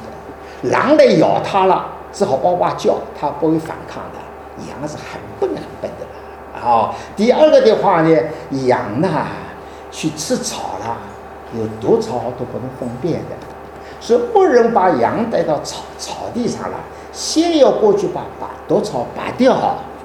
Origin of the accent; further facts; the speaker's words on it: Shanghai, China; accent: Shanghai; 我的国语不太准确，我也得上海口音的